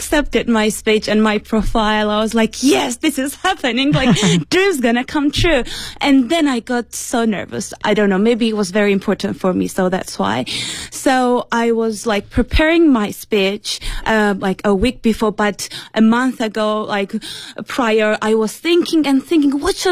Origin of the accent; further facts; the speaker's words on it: Beijing, China; I'm from Beijing.